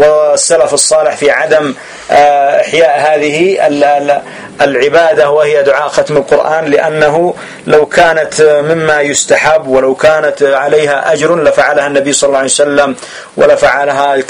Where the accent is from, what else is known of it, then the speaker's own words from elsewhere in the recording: Yemen; هنا عندنا في اليمن يصلي 4 جمعا بتسليم تشهد وتسليم